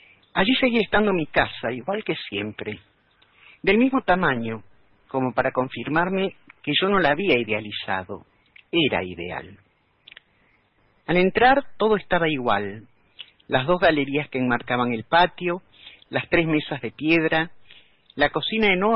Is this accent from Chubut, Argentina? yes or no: no; Capilla del Monte, Córdoba, Argentina; also born or lived in Buenos Aires; Yo no nací allí, no soy cordobés, pero ahí pasé mi infancia, comencé la escuela y aprendí que los porteños somos todos fanfarrones. Llegué a Capilla del Monte cuando era famosa por esa piedra con forma de zapato